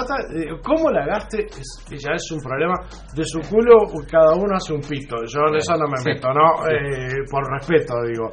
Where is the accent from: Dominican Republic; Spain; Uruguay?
Uruguay; A mí como uruguayo me duele